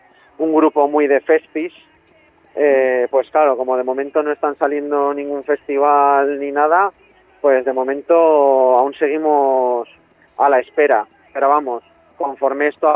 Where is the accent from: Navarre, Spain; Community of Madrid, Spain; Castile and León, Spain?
Navarre, Spain; Tudela; yo soy de Tudela, de Navarra, y el resto del grupo son de la provincia de Zaragoza.